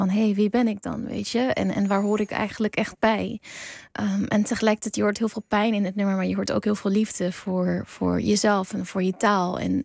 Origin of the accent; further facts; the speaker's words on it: Netherlands; born there; ergens ben ik een Nederlander, want ik heb een Nederlands paspoort en ik ben hier geboren, maar biologisch gezien ben ik 100% een Koerd. Er zit geen Nederlands bloed in mij.